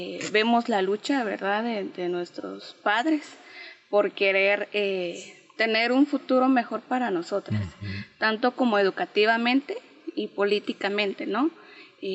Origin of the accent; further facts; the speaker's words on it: Patzún, Chimaltenango, Guatemala; vengo de un municipio llamado Patzún Chimaltenango, Patzún, en Guatemala. Pues la familia donde vengo es una familia pues campesina más que todo